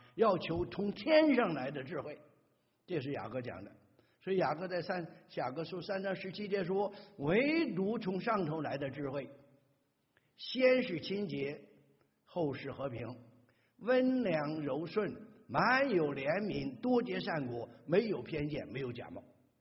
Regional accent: China; moved away; 尤其我们从大陆来的弟兄姊妹啊，我也是啊

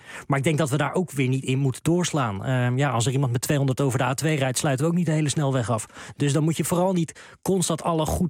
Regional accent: Utrecht, Netherlands; Je merkt wel, ik kom zelf uit Utrecht.

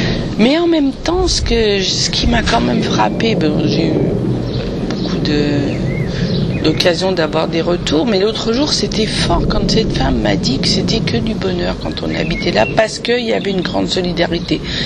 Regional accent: eastern France, France; moi, je viens de l'Est de la France. Et le village de mes grands-parents a été démoli, puisque c'était en Moselle

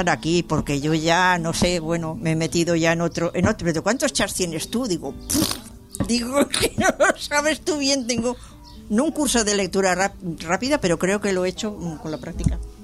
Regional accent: Barcelona, Catalonia, Spain; born there; Yo soy catalana, ¿eh? Nací en Barcelona.

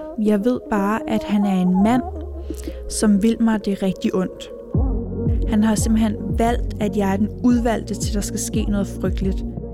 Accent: Copenhagen, Capital Region, Denmark; og jeg er 27 år gammel. Jeg er vokset op på Amager i en lille lejlighed i en andelskompleks.

